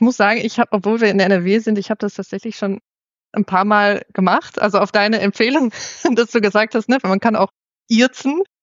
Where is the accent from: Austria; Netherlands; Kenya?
Netherlands; now in Germany; Also ich komme ja aus den Niederlanden und da wird grundsätzlich auch im Arbeitsumfeld eigentlich immer geduzt.